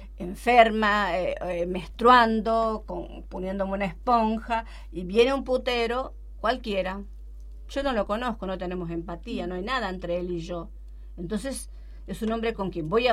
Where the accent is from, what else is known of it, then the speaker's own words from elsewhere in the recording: Chaco, Argentina; también abarco un poco de mi infancia en el Chaco, mi infancia muy pobre